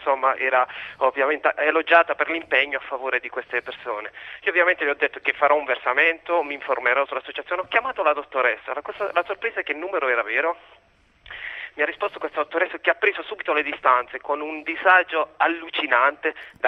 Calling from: Apulia, Italy; Sì, salve, chiamo la provincia di Bari.

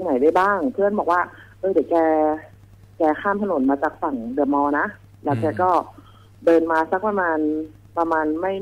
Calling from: Lopburi, Thailand; ลพบุรีค่ะพี

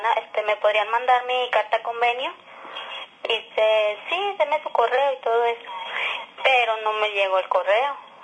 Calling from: Torreón, Coahuila, Mexico; Soy de aquí, de Torreón.

